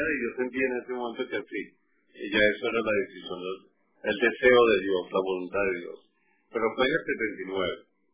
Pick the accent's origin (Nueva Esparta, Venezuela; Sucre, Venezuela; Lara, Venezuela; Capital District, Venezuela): Lara, Venezuela; Barquisimeto; born there; No, yo nací en el municipio Irribarren de Barquisimeto.